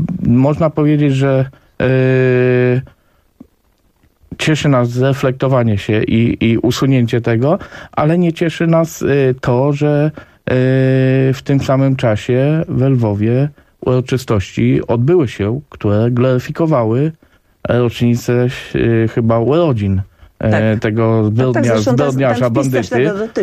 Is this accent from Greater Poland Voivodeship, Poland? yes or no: no; Subcarpathian Voivodeship, Poland; Panie redaktor, ja jestem z Podkarpacia.